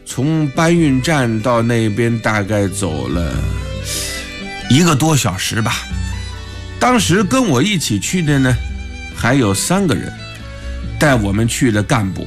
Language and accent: Chinese; Wuhan, Hubei, China; 我们武汉人都是蜂窝煤炉子上啊，用钢筋锅做饭